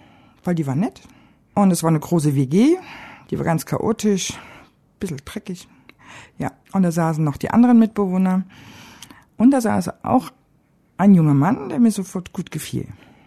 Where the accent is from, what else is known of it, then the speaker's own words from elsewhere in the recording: Dresden, Saxony, Germany; moved away as an adult; now in Marseille, France; 35 Jahre alt, wohne seit circa 3 Jahren in Marseille. Ich komme ursprünglich aus Dresden.